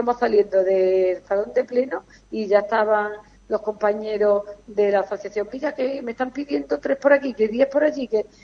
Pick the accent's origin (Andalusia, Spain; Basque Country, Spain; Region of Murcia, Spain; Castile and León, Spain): Andalusia, Spain; Ubrique; me encanta mi pueblo, que le agradezco a todo el ubriqueño, a todos los ubriqueños